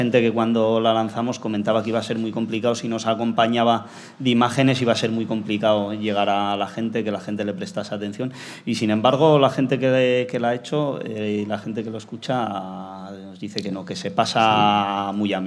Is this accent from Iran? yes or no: no; Ibiza, Balearic Islands, Spain; moved away; Allá en mi tierra no hay la costumbre de las charangas, allí en Ibiza no hay charangas.